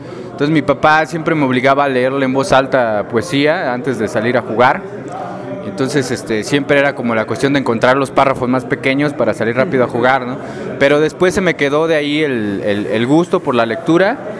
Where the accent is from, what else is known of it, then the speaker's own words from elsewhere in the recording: Tangamandapio, Michoacán, Mexico; yo soy de Michoacán, de un pueblito con crepúsculos arrebolados llamado Tangamandapio.